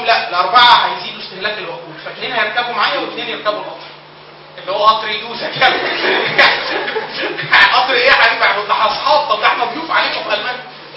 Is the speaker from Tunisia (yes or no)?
no; Upper Egypt, Egypt; وطبعا انا من الصعيد اصلا